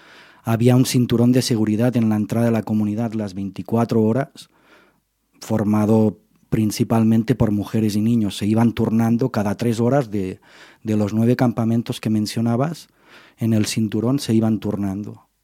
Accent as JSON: {"language": "Spanish", "town": "Lleida", "region": "Catalonia", "country": "Spain", "said": "yo que soy de Lérida"}